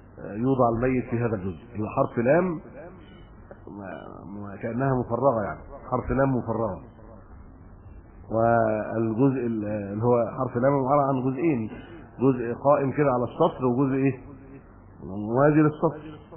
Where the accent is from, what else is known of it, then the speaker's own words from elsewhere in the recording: Egypt; معظم ما عندنا في مصر شق